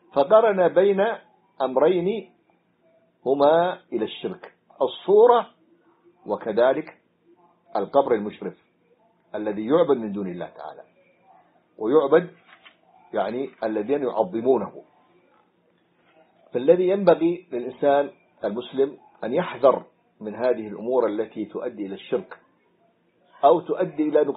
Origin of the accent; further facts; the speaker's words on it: Hadramaut, Yemen; رأيتها صورة أحد الدجاجلة عندنا في حضرموت